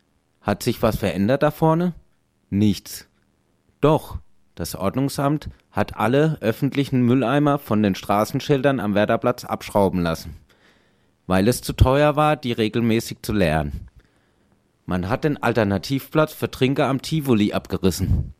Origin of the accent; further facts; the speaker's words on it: Karlsruhe, Baden-Württemberg, Germany; Ich komme von hier aus der Südstadt und bin schon ganz viele Jahre hier in Karlsruhe